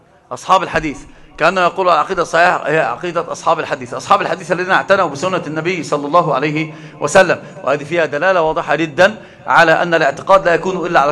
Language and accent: Arabic; Egypt; هو رجل كان في الإمارات فقال لي أنت منين؟ من مصر.